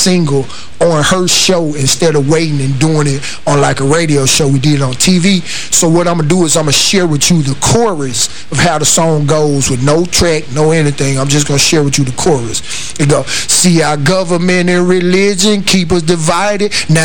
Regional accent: Memphis, Tennessee, United States; I grew up in church, but I grew up in North Memphis, which was a rough area. It was an inner city area

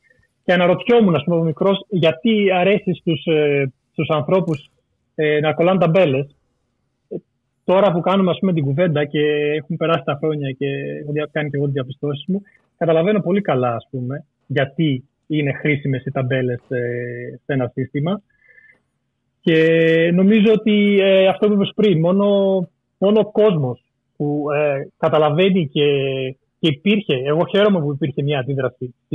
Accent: Greece; born or raised there

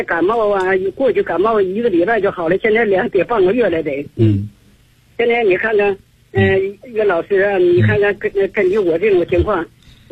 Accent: Beijing, China; 我是来自北京啊，我是你的新学员。

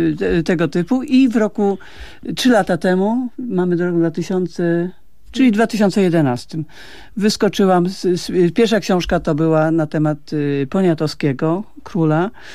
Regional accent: Kalisz, Greater Poland Voivodeship, Poland; Ja akurat mam duży sentyment, ponieważ jestem z Kalisza

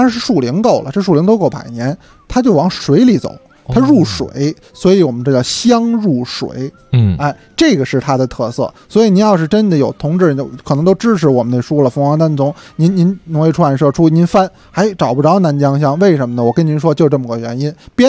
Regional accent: Beijing, China; 咱们北京人呢，有的时候吃辣不行，吃辛没问题。

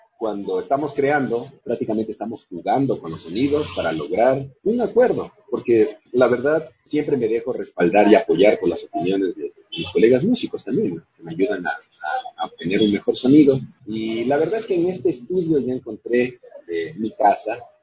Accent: Peru; Yo soy comunicador social de Perú

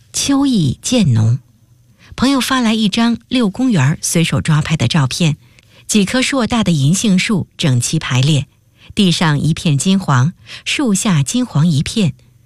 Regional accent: China; moved away as an adult; 18岁那年秋天，坐了30多个小时的绿皮火车，我独自从长江以南来到古都北京。

